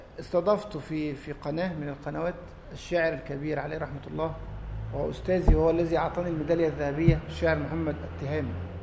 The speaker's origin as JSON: {"language": "Arabic", "town": "Alexandria", "region": "Alexandria Governorate", "country": "Egypt", "said": "فقدمت مواصلات على حسابي وانا اتيت من الاسكندريه"}